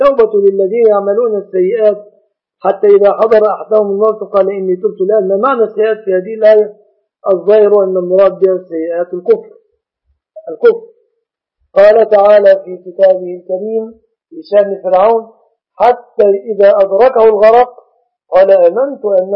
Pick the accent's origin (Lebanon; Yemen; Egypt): Egypt; فمثلا بلادنا مصر لا يخفى أن فيها ظلم